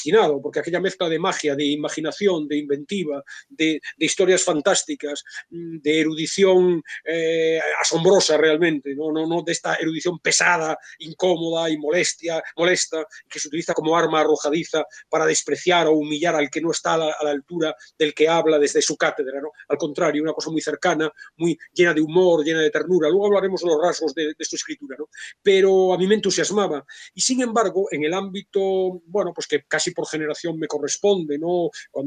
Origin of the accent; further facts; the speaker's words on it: Vigo, Galicia, Spain; yo soy de Vigo también